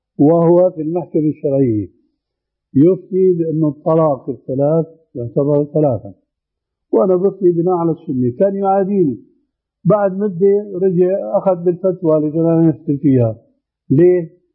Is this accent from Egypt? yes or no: no; Damascus, Damascus Governorate, Syria; عندنا في دمشق في 4 محاريب